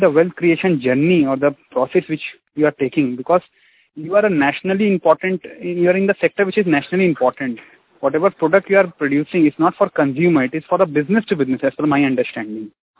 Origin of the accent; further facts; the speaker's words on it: Kolkata, West Bengal, India; English is a second language; Like, I am from Kolkata. Even my elder brother was often, they call, he's also from Kolkata.